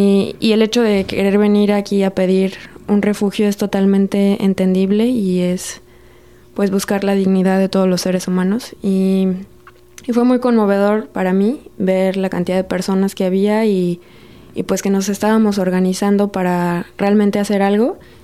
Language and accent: Spanish; Mexico; now in Canada; porque bueno, yo soy mexicana